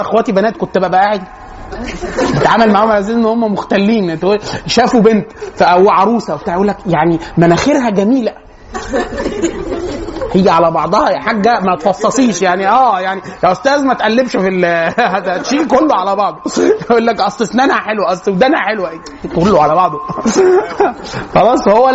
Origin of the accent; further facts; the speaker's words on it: Egypt; فالبيئات عشان كده مثلا احنا عندنا في مصر يكثر جدا الشخصيه الهستيريه